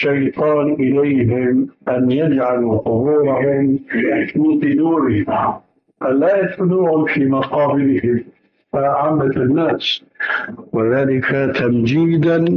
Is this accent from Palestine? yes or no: no; Syria; وكما يقولون عندنا في الشام حطينا رجلينا مي بارد